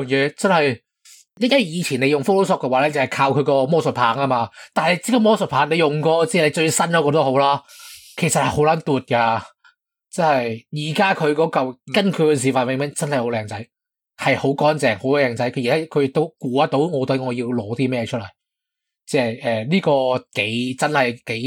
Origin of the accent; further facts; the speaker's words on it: Hong Kong; 你都可以唔用我哋香港人用开嗰只嘅广东话输入法